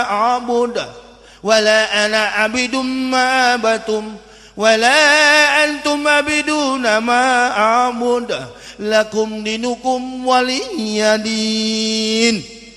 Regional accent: Manado, North Sulawesi, Indonesia; Saya orang Manado asli kapir, begitu.

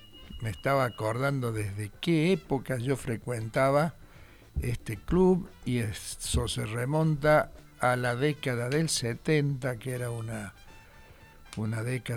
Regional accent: Salta, Argentina; born there; also born or lived in Córdoba; yo en realidad nací en Salta y vine a estudiar a Córdoba.

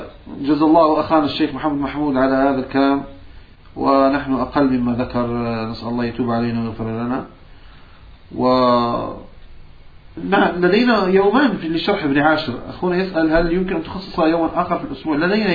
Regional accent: Morocco; نعم أنا من المغرب، أنا مغربي وشامي وحجازي.

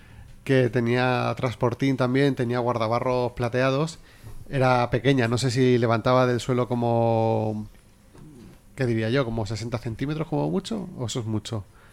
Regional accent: Castilla-La Mancha, Spain; No nos vamos a venir muy arriba, somos manchegos.

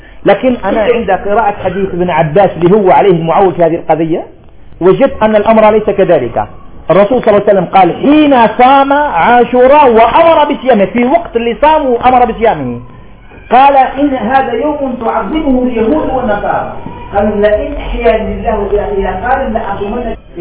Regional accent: Algeria; وإحنا عندنا في الجزائر دايرين الفجر على 18 درجة

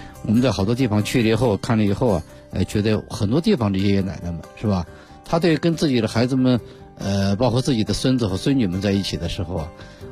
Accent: Beijing, China; 其实我们北京人他还喜欢什么放风筝呀

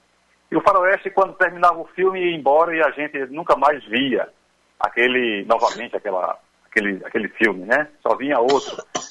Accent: Paraíba, Brazil; also born or lived in Rio de Janeiro; Eu sou carioca de nascença, mas o meu pai é da Paraíba, a minha mãe é cearense. Então, meu pai, quando eu tinha apenas 2 anos de idade, ele veio para a Paraíba e aqui conseguiu um emprego e ficou até hoje.

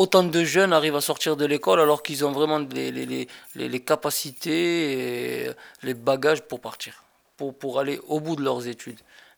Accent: Villeneuve-sur-Lot, Nouvelle-Aquitaine, France; born there; À Villeneuve-sur-Lot, dans le Lot-et-Garonne. Dans le 47.

